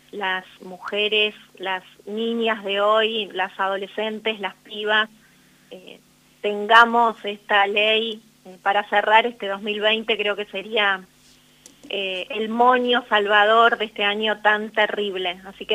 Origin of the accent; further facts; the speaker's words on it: San Justo, Argentina; era poder conectarlo con mi infancia en San Justo